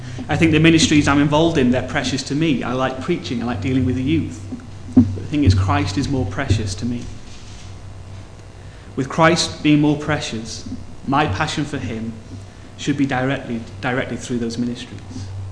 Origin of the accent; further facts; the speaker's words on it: Wales, United Kingdom; No, okay. I'm Welsh, I don't care.